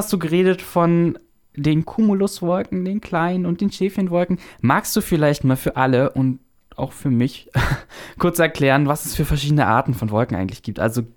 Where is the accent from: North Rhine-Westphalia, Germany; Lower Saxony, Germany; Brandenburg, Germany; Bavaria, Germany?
Brandenburg, Germany; Du kommst auch aus Ostdeutschland, genauso wie ich. Yay. Ich komme aus Brandenburg